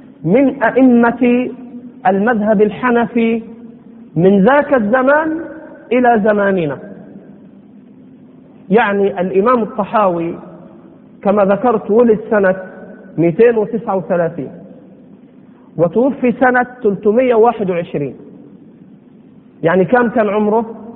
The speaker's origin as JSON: {"language": "Arabic", "country": "Egypt", "said": "يعني على لهجتنا هنا في مصر عمرك ما إيه؟"}